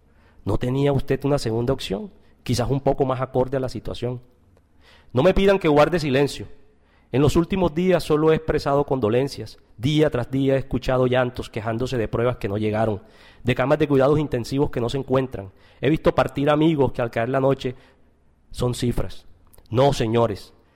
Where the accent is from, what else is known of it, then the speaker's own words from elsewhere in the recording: Córdoba, Argentina; Mi tierra natal, Córdoba